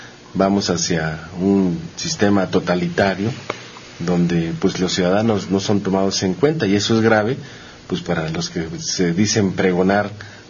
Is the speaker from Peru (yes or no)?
no; Mexico; que nos permita levantar nuestra conciencia como mexicanos